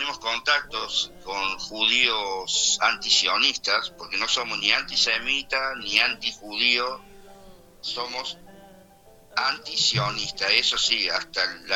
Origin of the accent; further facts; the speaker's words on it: Argentina; Soy orgullosamente argentino, ¿no? Estoy orgullosamente argentino, orgulloso de ser argentino hasta la médula.